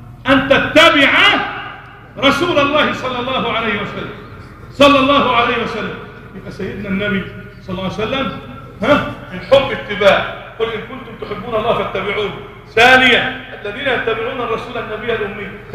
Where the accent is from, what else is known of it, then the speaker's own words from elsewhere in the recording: Egypt; اللهم احفظ بلدنا مصر